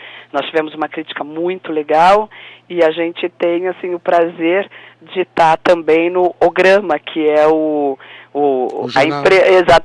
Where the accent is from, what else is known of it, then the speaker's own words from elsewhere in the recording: Ribeirão Preto, São Paulo, Brazil; also born or lived in Brasília; Na verdade, eu sou paulistana, mas vivi muitos anos em Brasília, porque meu pai era funcionário público. E depois eu fui para Ribeirão Preto e me sinto de Ribeirão Preto, assim, tá. Do interior. Até porque a família é toda de lá.